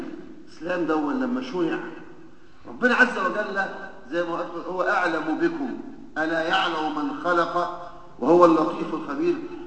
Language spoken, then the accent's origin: Arabic; Egypt; ونحن كما نعلم بنمر بشدائد ونوازل في بلدنا مصر